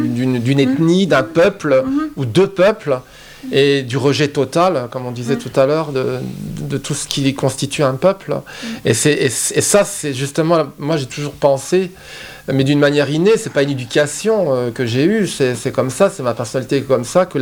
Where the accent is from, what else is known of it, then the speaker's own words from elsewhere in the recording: Strasbourg, Grand Est, France; moved away; Il est né l'année où je suis parti de Strasbourg, où j'ai quitté Strasbourg. Donc, ça a une résonance toute particulière parce que ça touche à ma ville natale.